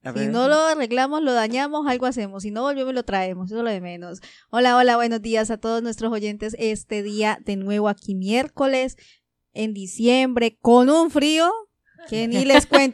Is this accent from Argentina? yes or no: no; Colombia; el bullicio, que hay en Colombia, yo soy de Colombia